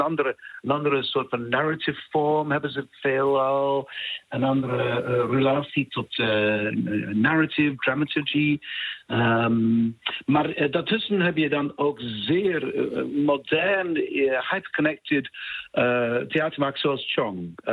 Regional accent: United Kingdom; Ik ben Brits, Europees.

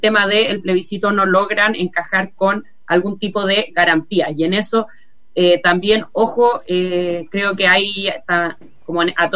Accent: Chile; es una cuestión a la que lamentablemente como pueblo chileno estamos acostumbrados, ¿no?

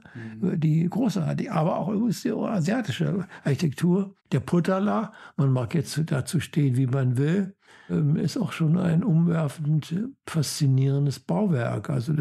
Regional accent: Germany; Ja, ich bin Deutscher, was bin ich zunächst primär?

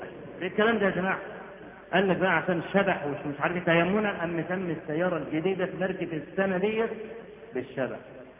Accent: Egypt; وإحنا عندنا في مصر بدعة قبيحة

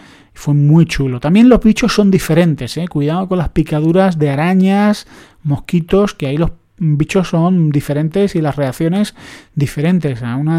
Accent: Andalusia, Spain; Yo que soy andaluz y subo ya de...

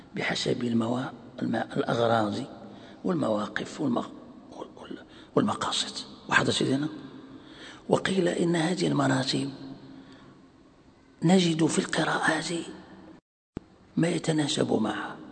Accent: Morocco; يعني عندنا في المغرب يعني معروف

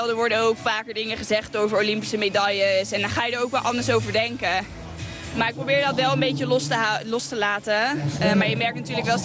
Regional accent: Eindhoven, North Brabant, Netherlands; In Eindhoven racen is altijd gewoon heel leuk. Het is mijn thuisstad natuurlijk.

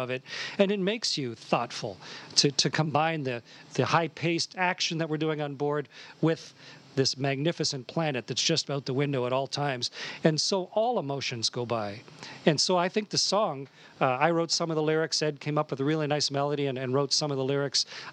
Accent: Canada; And I'm so delighted as a Canadian to be part of this.

